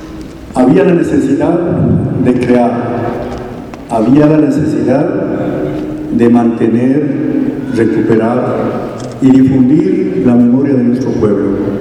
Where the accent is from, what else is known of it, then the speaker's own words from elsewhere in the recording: Ecuador; Pero sobre todo, somos ecuatorianos que conocemos al Ecuador y queremos el Ecuador.